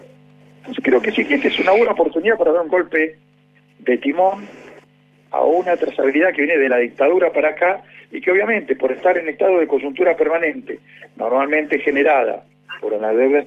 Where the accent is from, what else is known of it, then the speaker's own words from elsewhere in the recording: Argentina; que somos los habitantes de la Argentina